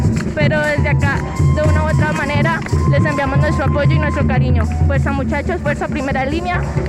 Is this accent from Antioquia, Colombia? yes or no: no; Villavicencio, Meta, Colombia; soy de Villavicencio, Meta, Colombia.